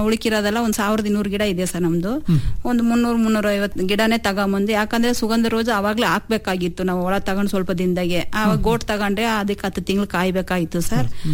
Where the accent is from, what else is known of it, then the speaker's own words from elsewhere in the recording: Adivalla, Karnataka, India; also born or lived in Davanagere; ನಾವು ಹುಟ್ಟಿ ಬೆಳೆದಿದ್ದು ಇಲ್ಲೇ ಹಿರಿಯೂರು ತಾಲೂಕು ಆದಿವಳ್ಳ ಗ್ರಾಮ ಸರ್, ಬೆಳೆದಿದ್ದು ನಾವು. ಆಮೇಲೆ ನನ್ನ ಮದುವೆ ಮಾಡಿಕೊಟ್ಟಿದ್ದು ದಾವಣಗೆರೆಗೆ ಕೊಟ್ಟಿದ್ದು ಸರ್.